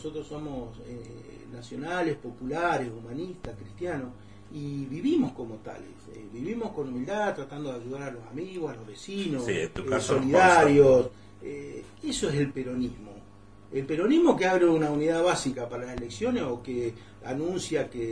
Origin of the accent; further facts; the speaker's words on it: Río Gallegos, Santa Cruz, Argentina; soy nacido y criado en Río Gallegos.